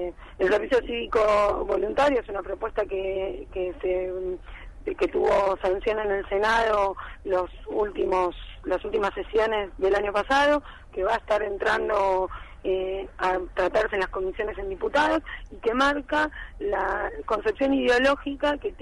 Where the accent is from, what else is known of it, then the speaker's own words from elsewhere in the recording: Argentina; Yo creo que somos muchos los argentinos que construimos